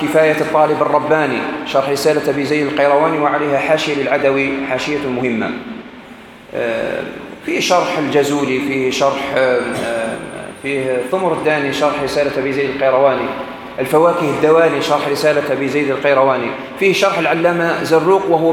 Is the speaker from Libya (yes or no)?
no; Algeria; وإحنا عندنا في الجزائر كما في تونس عندكم الباكور